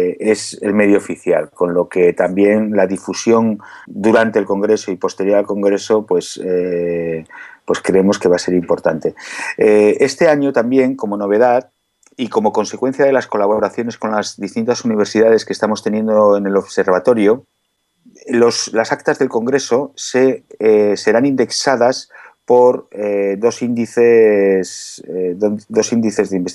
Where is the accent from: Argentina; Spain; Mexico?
Spain; Ibiza, Balearic Islands; Nosotros somos de Ibiza, vivo en Ibiza